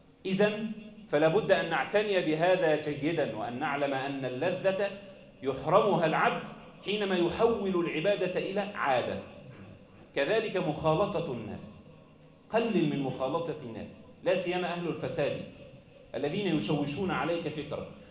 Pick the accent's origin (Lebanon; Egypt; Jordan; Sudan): Egypt; اللهم احفظ بلدنا مصر